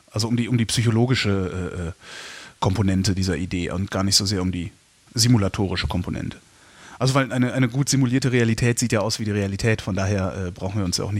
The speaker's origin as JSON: {"language": "German", "town": "Cologne", "region": "North Rhine-Westphalia", "country": "Germany", "said": "Ich bin ja selber Kölner, darum bin ich drauf am Stehen."}